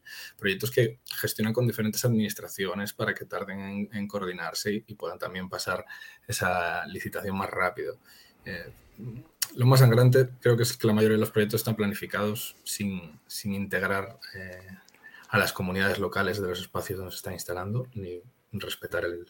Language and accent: Spanish; Galicia, Spain; Sí, además aquí me toca como gallego